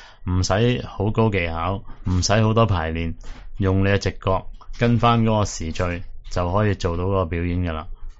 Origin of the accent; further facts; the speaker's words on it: Hong Kong; 我喺香港本土出生、本土长大，